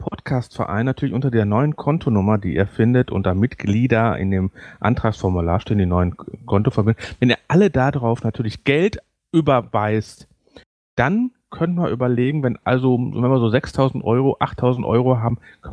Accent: Duisburg, North Rhine-Westphalia, Germany; ich komme aus Duisburg, ich darf das.

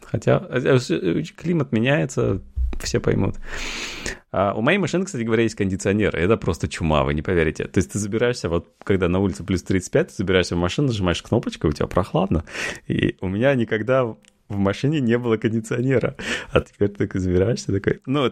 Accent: Russia; moved away; я перестал говорить, что я из России

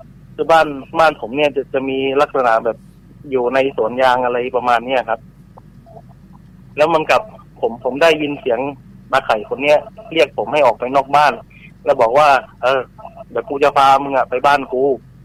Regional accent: Southern Thailand, Thailand; ผมก็ต้องเท้าความก่อนนะครับว่าผมเป็นคนใต้ครับ

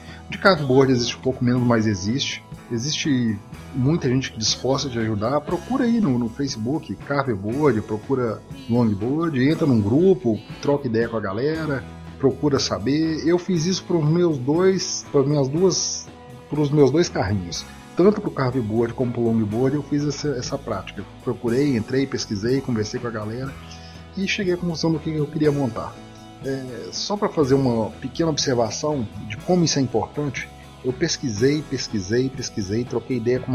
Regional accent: Minas Gerais, Brazil; Então a gente é do interior de Minas.

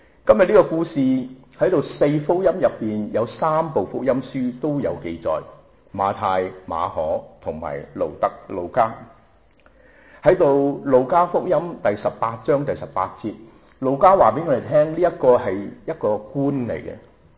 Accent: Hong Kong; 仲係我哋香港人話咩呀，蒙查查 MCC 好蒙查查㗎。

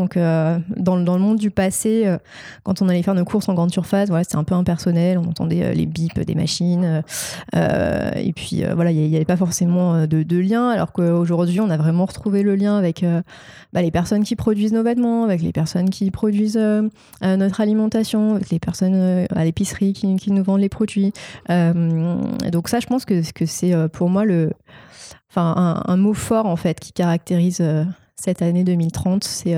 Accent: Marseille, Provence-Alpes-Côte d'Azur, France; En plus, je viens de Marseille, alors il y a beaucoup de références à la Provence.

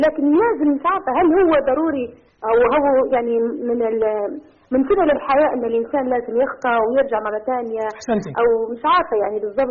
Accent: Libya; من ليبيا، نبي نشارك في الحلقة لو سمحت

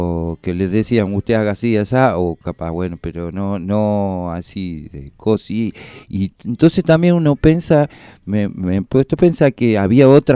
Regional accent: Argentina; Ay, hoy se dice, ¿qué somos los argentinos? Somos un crisol de raza, dice, ¿no?

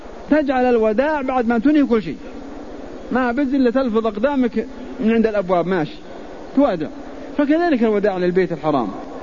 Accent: Al-Qassim, Saudi Arabia; نحن الحقيقة قريب منكم، نحن نجي من القصيم بس لدروس الحرم في أيام الحج

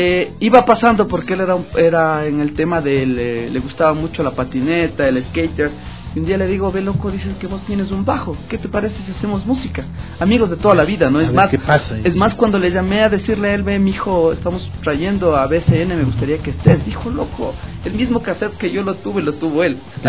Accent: Conocoto, Pichincha, Ecuador; Y somos de Conocoto

